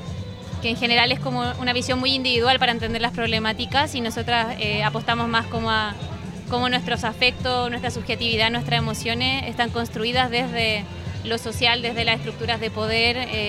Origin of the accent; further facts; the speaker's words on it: Chile; nosotras somos psicólogas de Chile, pero no tenemos homologación del título aquí